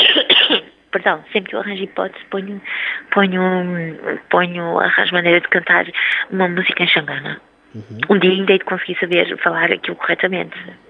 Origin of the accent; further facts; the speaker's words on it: Lisbon, Portugal; Apesar de eu não ter nascido lá, eu nasci em Portugal, sou portuga, mas alfacinho